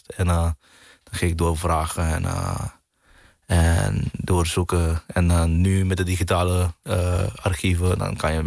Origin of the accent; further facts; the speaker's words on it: Curaçao; born there; Ja, ik ben op Curaçao geboren.